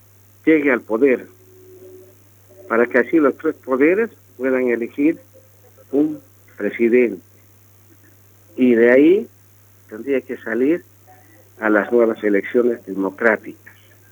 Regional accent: Bolivia; Y así, como boliviano, simplemente les quiero decirles, callaya Bolivia y que vuela la democracia.

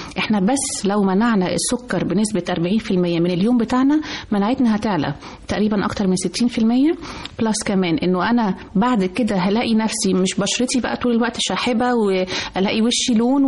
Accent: Egypt; كل احنا كمصريين كل ما حد يجي لنا استنى هنشرب مع بعض كوبايه شاي.

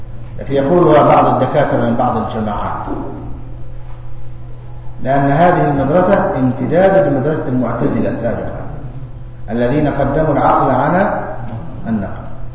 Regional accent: Egypt; عندنا في مصر تعدي عشرات زيه

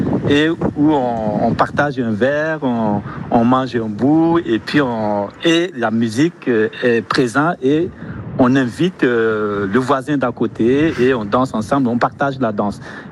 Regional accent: Ouagadougou, Centre, Burkina Faso; Moi, je viens du Burkina Faso, de Ouagadougou, la capitale du Burkina

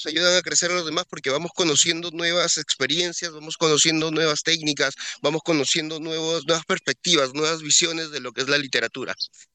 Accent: Peru; uno como peruano ya interpretamos que esto no sirve

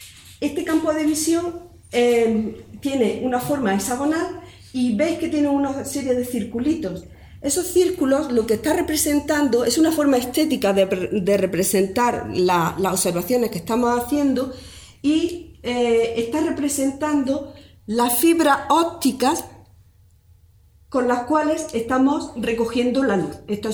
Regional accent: Andalusia, Spain; Bueno, somos andaluces y lo primero que nos vendría a la cabeza

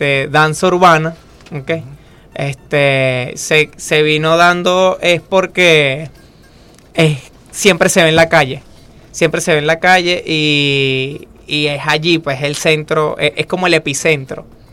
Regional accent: Venezuela; Porque bueno, somos venezolanos.

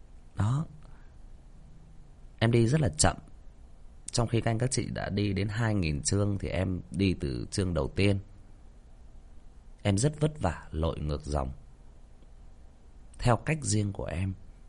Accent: Northern Vietnam, Vietnam; em là một người miền Bắc chuẩn. Nếu mà nói theo cái cách nó hơi thô tục hơn nữa thì em là Bắc Kỳ chuẩn.

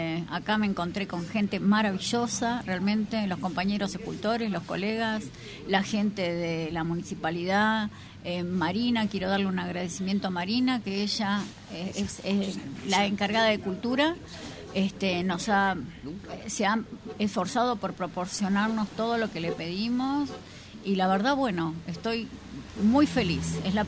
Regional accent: Arroyo de los Patos, Córdoba, Argentina; somos de Arroyo de los Patos.

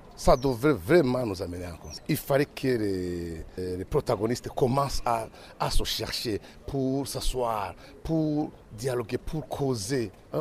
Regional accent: Burundi; Parce que nous sommes Burundais, nous partageons notre patrie.

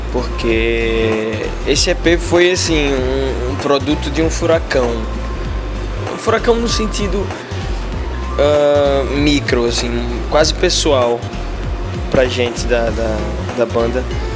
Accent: Brazil; daqui do bairro da Boa Vista, que foi onde eu nasci e fui criado.

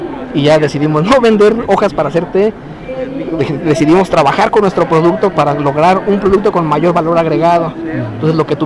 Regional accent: Uruapan, Michoacán, Mexico; allá en Uruapan. Yo soy de Uruapan.

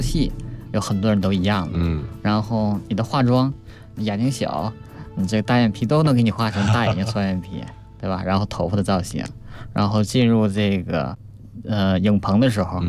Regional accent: Jilin, China; 当时是正在我们的家乡吉林举办这个第6届亚洲冬运动会。

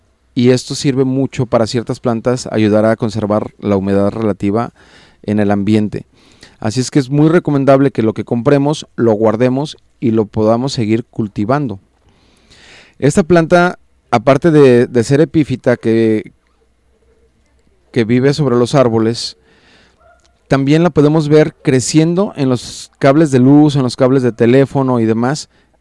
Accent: Juanacatlán, Jalisco, Mexico; nos están escuchando allá en Juanacatlán, mi pueblo querido. Y un saludo a toda la gente de Juanacaxle, mi rancho querido.

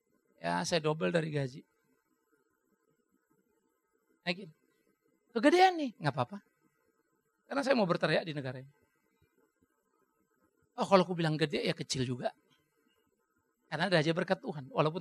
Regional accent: Germany; Kita orang Jerman maka selalu pikir, banyak teman-teman juga selalu lihat, emang kalau orang ke gereja jadi baik?

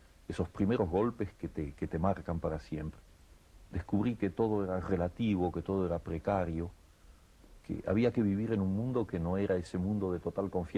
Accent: Argentina

